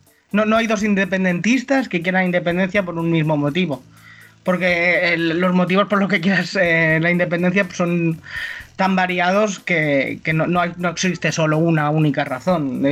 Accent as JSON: {"language": "Spanish", "region": "Catalonia", "country": "Spain", "said": "porque de hecho seguimos siendo españoles"}